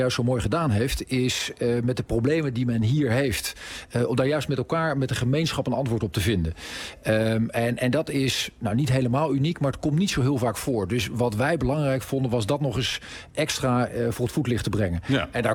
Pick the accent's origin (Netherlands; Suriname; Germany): Netherlands; Zeist, Utrecht; Ik ben in Zeist opgegroeid